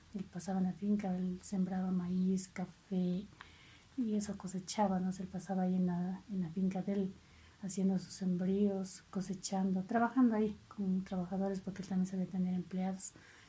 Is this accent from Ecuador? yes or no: yes; Vilcabamba, Loja, Ecuador; born there; Nací en Vilcabamba el 28 de mayo de 1972.